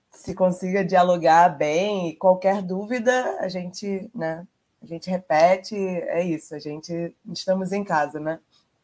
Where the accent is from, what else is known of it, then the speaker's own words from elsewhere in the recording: Brazil; Spanish is a second language; mi pronombre es ella, soy de Brasil, soy parte de Sonora y haré esta presentación en portugués porque mi español no es tan fluido